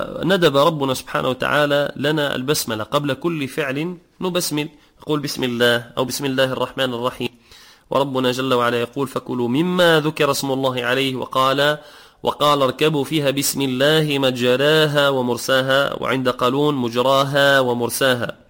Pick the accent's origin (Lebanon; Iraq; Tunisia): Tunisia; وكذلك بعض الناس يعثر يقول كما عندنا في تونس يقول العزاف الشيطان